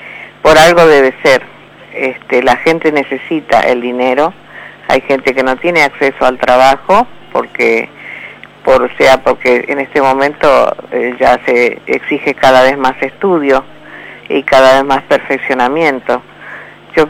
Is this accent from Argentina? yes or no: yes; Argentina; porque somos todos argentinos